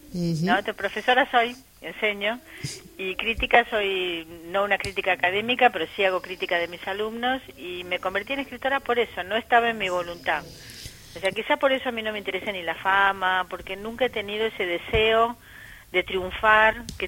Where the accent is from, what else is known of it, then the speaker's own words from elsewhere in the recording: Argentina; a mí como argentina, lo decías muy bien, es un país que sí ha trabajado la memoria